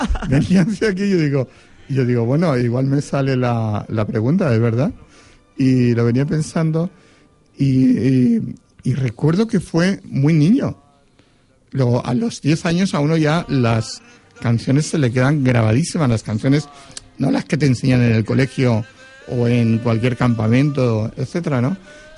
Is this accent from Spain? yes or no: yes; Foios, Valencian Community, Spain; Y nos lo alquilaba en mi pueblo, yo soy de Foyos